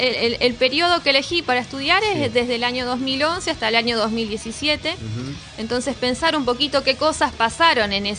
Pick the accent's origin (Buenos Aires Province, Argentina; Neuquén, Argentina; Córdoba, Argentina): Buenos Aires Province, Argentina; Tandil; Yo soy de Tandil, sí.